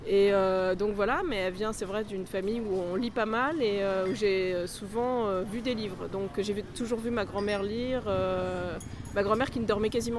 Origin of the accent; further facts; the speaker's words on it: Antony, Île-de-France, France; also born or lived in Paris; ma mère a accouché dans un hôpital parisien. J'ai vécu jusqu'à l'adolescence dans une ville qui s'appelle Antony, qui est surtout célèbre pour son aéroport